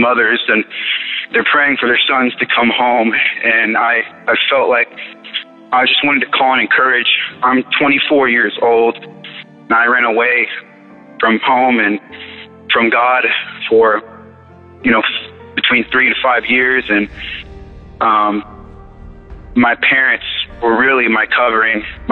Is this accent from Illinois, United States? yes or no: no; Dallas, Texas, United States; I'm from Dallas, Texas.